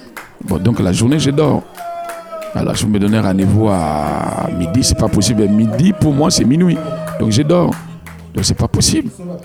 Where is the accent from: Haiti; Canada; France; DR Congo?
DR Congo; born there; Je suis congolais, mais je suis congo-belge. Premier, je suis né à l'époque des congo-belges. Ce que j'ai dit à des Belges, moi je suis belge, parce que je suis né au Congo belge.